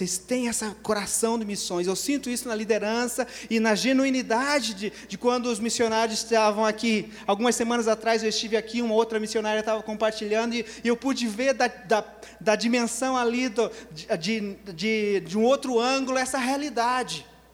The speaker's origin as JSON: {"language": "Portuguese", "town": "Telêmaco Borba", "region": "Paraná", "country": "Brazil", "moved": "yes", "said": "Uma pessoa como eu, que saiu lá de Telêmaco Borba, no Paraná"}